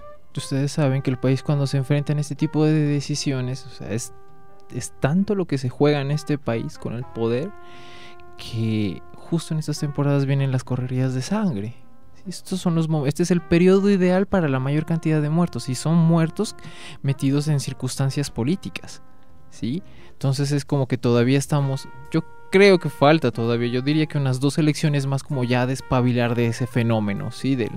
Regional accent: Colombia; todos somos colombianos y todos nos hacemos parte de esta manifestación

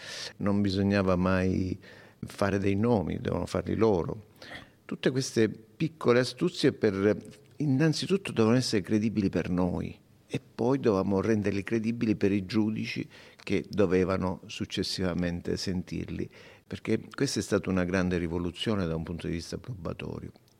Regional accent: Sicily, Italy; io sono siciliano come lei, sappia che per fare qualcosa di utile per la nostra Sicilia io sono disponibile.

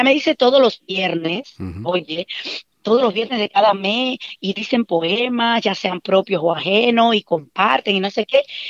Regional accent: Cuba; moved away; yo recito unos poemas de mi tierra. de autores de mi tierra, de Nicolás Guillén, de José Martí

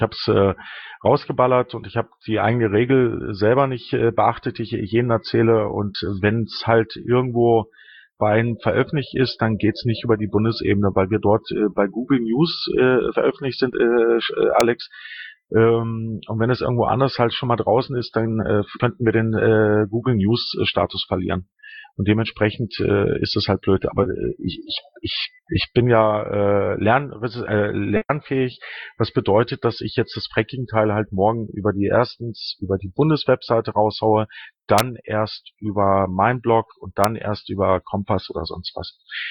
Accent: Greece; ich bin ja selber Grieche

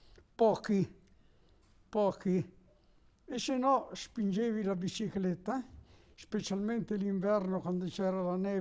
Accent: Chiarano, Veneto, Italy; now in Massone, Italy; Io sono di Chiarano, però è del 71 che sono qua a Massone.

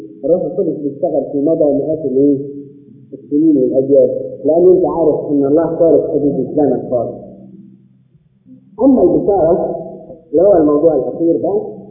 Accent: Egypt; ولو ان احنا كمصريين طبعا بنقول الان

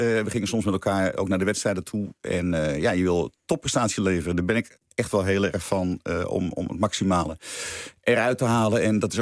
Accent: North Holland, Netherlands; Nou ja, we komen allebei uit het Noord-Hollandse.

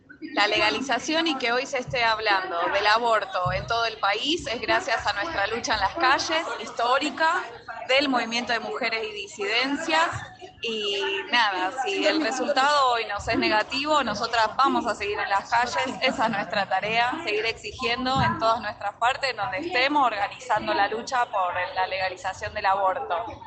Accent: Buenos Aires, Argentina; Somos de Capital Federal, aquí estamos con Luciana

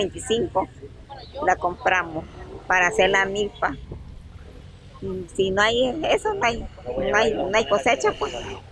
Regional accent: San Juan Talpa, La Paz, El Salvador; somos de San Juan Talpa.

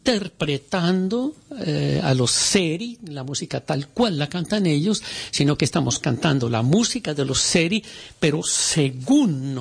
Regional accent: Antioquia, Colombia; somos colombianos paisas, que somos colombianos, digamos, entre comillas, blancos o no indígenas

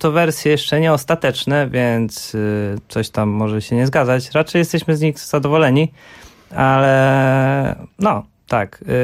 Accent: Bydgoszcz, Kuyavian-Pomeranian Voivodeship, Poland; now in Warsaw, Poland; Mieszkam na warszawskim Grochowie, pochodzę z Bydgoszczy

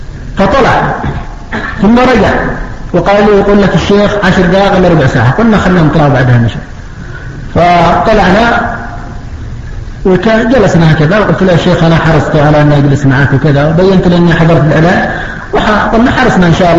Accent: Yemen; لكن الأمور الآن المتأخرة الآن عندنا في اليمن

